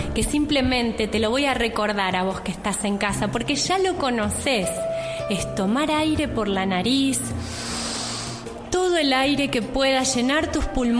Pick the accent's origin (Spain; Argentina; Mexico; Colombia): Argentina; Buenos Aires; born there; also born or lived in Villa Regina; Nací en Buenos Aires. Y Buenos Aires, a pesar de que es una ciudad que no me gusta, no me atrapó como para quedarme, ahí me pude formar y pude hacer un camino. Un tiempo viví en el Valle, en Villa Regina, hermoso.